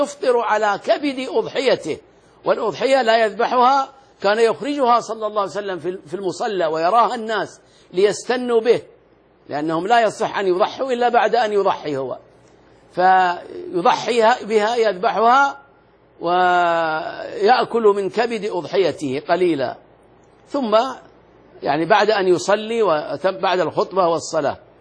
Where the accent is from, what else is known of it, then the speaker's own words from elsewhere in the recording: Al-Ahsa, Eastern Province, Saudi Arabia; يمرون عندنا في الأحساء، رأيتهم وأنا صغير يمرون مشاة أبدا إلى مكة